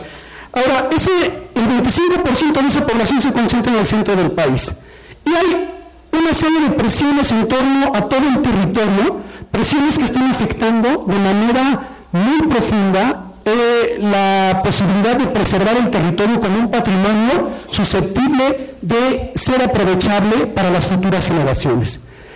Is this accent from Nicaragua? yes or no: no; Mexico; Pero todos somos mexicanos, de alguna manera todos habitamos en este territorio